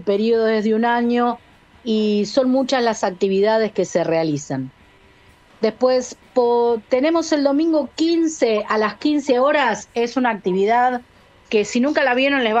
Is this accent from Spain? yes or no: no; Uruguay; now in Berisso, Argentina; yo soy uruguaya, pero bueno, habito Berisso y es un lugar que tiene esa característica cultural, esa identidad inmigrante.